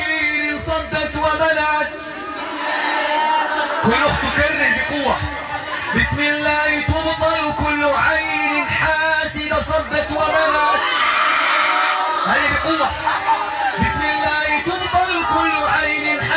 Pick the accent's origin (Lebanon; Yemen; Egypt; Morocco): Morocco; راه حنا مغربي